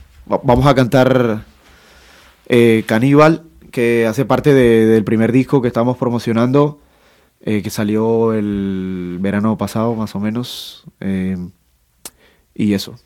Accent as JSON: {"language": "Spanish", "town": "Cartagena", "region": "Bolívar", "country": "Colombia", "said": "Nosotros venimos de Cartagena de Indias, del norte de Colombia, de la costa caribe de Colombia."}